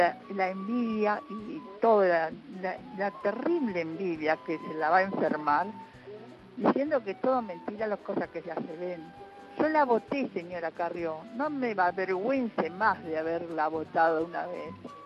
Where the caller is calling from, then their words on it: Buenos Aires, Argentina; de Agronomía.